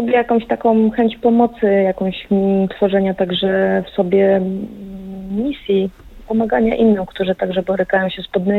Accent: Bielsko-Biała, Silesian Voivodeship, Poland; Ja jestem z Bielska-Białej

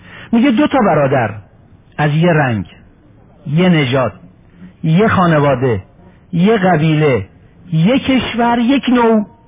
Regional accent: Iran; همونطوری که من ایرانیم، او اروپایی

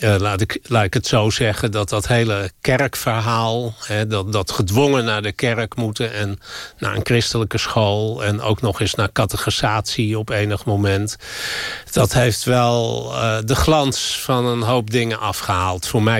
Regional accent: Amstelveen, North Holland, Netherlands; Ik ben in Amstelveen opgegroeid, in een keurige wijk, waar veel sociale controle was.

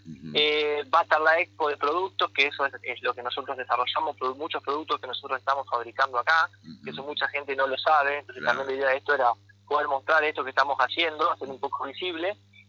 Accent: Concordia, Entre Ríos, Argentina; hacerlo acá en Concordia, que es donde, bueno, yo soy acá de Concordia.

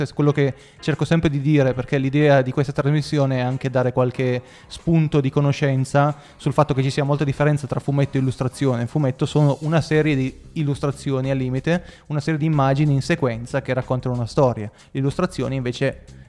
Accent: Piedmont, Italy; perché noi veniamo dalle profondità del Piemonte, a 80 km

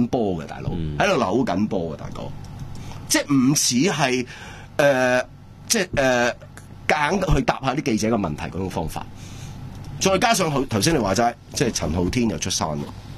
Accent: Hong Kong; 难听啲讲就系根本不停喺度轰紧我哋香港人

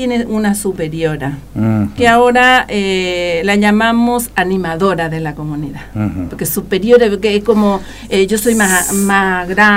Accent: Coronel Oviedo, Caaguazú, Paraguay; born there; Yo nací en Coronel Oviedo, que es una bien sería en la región oriental, no sé, bien, bien estratégico, bien en el centro está. Es una ciudad que une todas las otras ciudades, por eso dice que está bien en el centro.

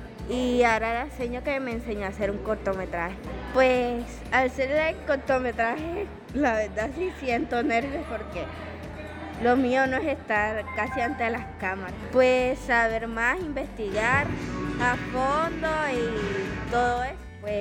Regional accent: Soledad, Atlántico, Colombia; Soy de Soledad Atlántico. Tengo 14 años

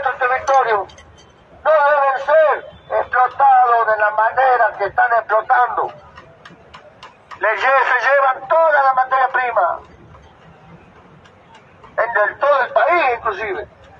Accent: Argentina; somos argentinos, vivimos en el territorio argentino

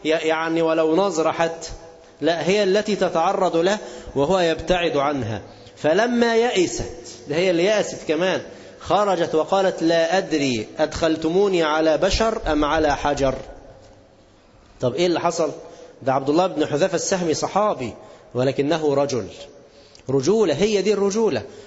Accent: Egypt; أيام الإنجليز ما كانوا عندنا في مصر

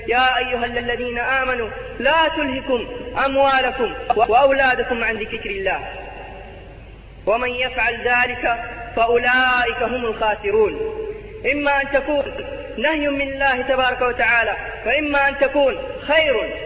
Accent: Jeddah, Makkah Province, Saudi Arabia; فنحن إخوانكم من المملكة العربية السعودية من جدة، أتينا لزيارة هذا البلد الحبيب

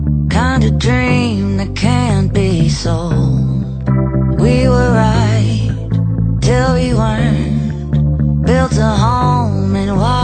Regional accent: Mexico; que pensamos que somos todos los mexicanos, pero no es así.

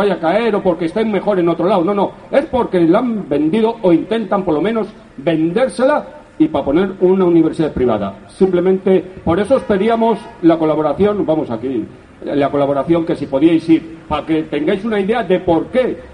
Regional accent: Madrid, Community of Madrid, Spain; Yo soy de ahí, de Carabanchel.

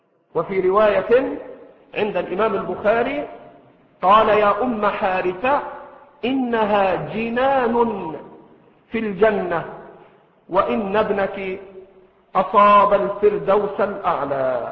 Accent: Egypt; الفرات الذي في العراق والنيل الذي عندنا في مصر

